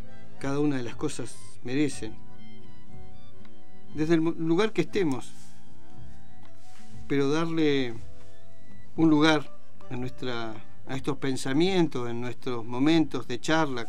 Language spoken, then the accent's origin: Spanish; Argentina; momento triste de la vida, de los tantos que hemos tenido nosotros como argentinos